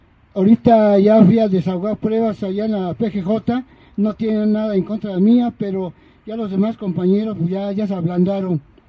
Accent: Azcapotzalco, Mexico City, Mexico; yo vengo de Ampliación San Pedro Jalpa, también soy de Azcapotzalco.

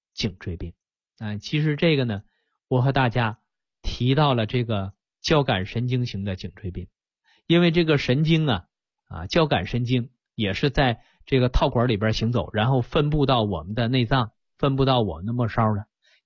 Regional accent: China; 我们中国人造字儿一个字儿是一个字儿啊

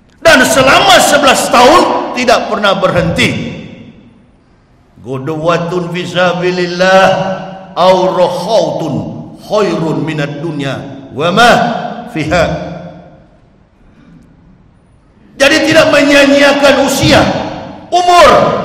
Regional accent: Manado, North Sulawesi, Indonesia; now in Jakarta, Indonesia; Saya orang Manado. Di Manado, di Sulawesi, di mana-mana, bukan di Jakarta. Saya tinggal Jakarta, Cibubur.

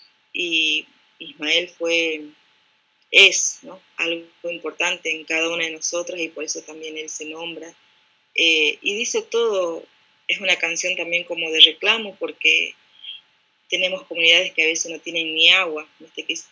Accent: Orán, Salta, Argentina; now in General Pico, Argentina; yo soy de nacida y criada en Orán, Salta, que es bien al norte de la Argentina. Hoy estoy viviendo en La Pampa, en General Pico, que vendría a ser como el centro de la Argentina

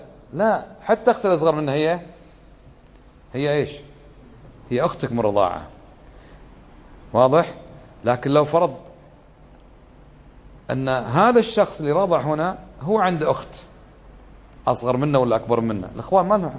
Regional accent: Kuwait; accent: Kuwaiti; وعندنا في لهجتنا في الكويت يسمى الصهر نسيب، هذا خطأ.

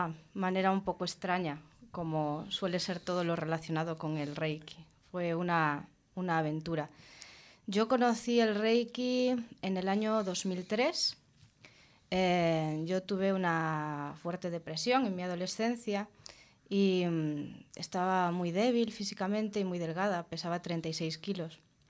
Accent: Vigo, Galicia, Spain; Pero yo en mi ciudad, que soy de Vigo, no conocía a nadie que hiciese esta terapia.

